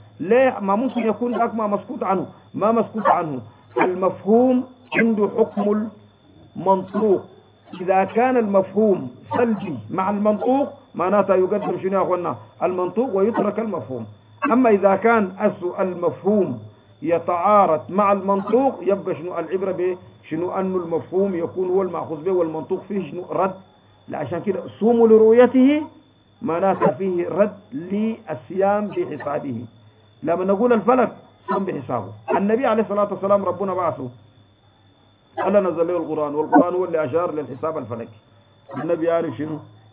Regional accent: Egypt; قال أنه المجلس بتاع افتهينا عندنا في مصر لم تثبت له رؤية الهلال

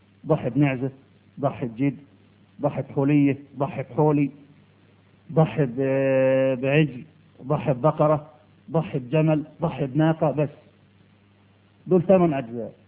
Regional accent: Egypt; يا أخي إحنا مصريين عقولنا متربية،

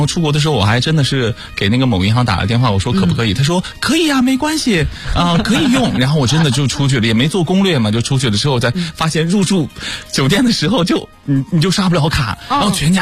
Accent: Henan, China; 因为我们家是河南的

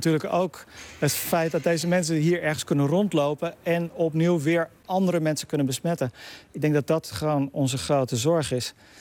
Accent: Netherlands; Ja, toen ze hoorden dat ik uit Nederland kwam, werd ik meteen aangeklampt.

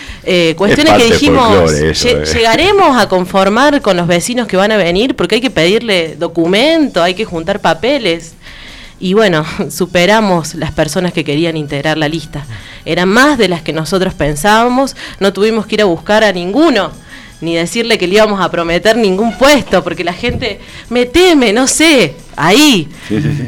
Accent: Huerta Grande, Córdoba, Argentina; cuando empecé a integrar una comparsa en la plaza de mi pueblo, cuando empezamos a luchar por la vuelta del carnaval en Huerta Grande

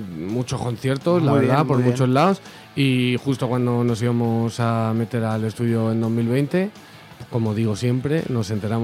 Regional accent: Madrid, Community of Madrid, Spain; se forma hace unos cuantos años en Aluche, en nuestro barrio. Miguel y yo somos de Aluche.

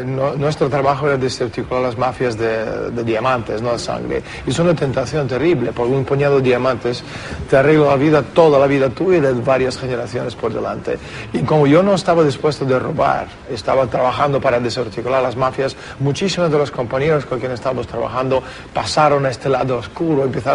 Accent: Russia; Spanish is a second language; Soy ruso.

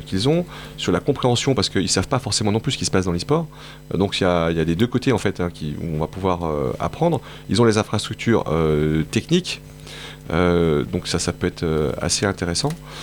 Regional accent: Montpellier, Occitanie, France; je suis montpelliérain

